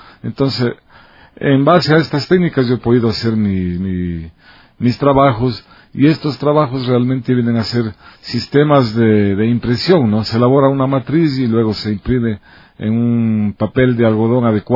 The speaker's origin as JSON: {"language": "Spanish", "town": "Ibarra", "region": "Imbabura", "country": "Ecuador", "tie": "born or raised there", "said": "Realmente yo vengo de la provincia de Imbabura. Soy originario de Ibarra"}